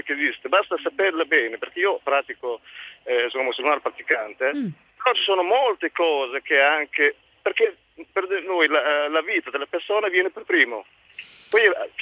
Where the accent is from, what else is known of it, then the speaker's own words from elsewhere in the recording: Morocco; now in Italy; Io sono del Marocco.